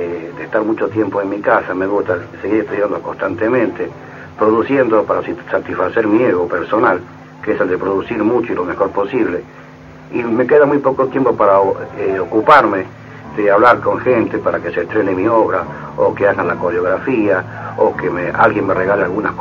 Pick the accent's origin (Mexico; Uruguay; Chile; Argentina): Argentina; Los demás en mi pueblo, al cual yo me debo y además nací de él. Yo no nací en Marte, nací en la Tierra, los otros son los terráqueos, los que están al lado mío. En este caso, mi pueblo, la Argentina.